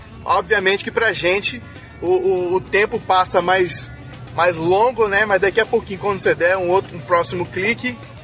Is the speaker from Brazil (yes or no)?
yes; Espírito Santo, Brazil; Já aviso logo, como capixaba que sou